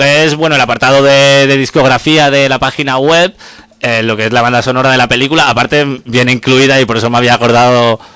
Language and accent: Spanish; L'Hospitalet de Llobregat, Catalonia, Spain; vive en el límite de Barcelona, pero al otro lado vivo yo, que soy de Hospitalet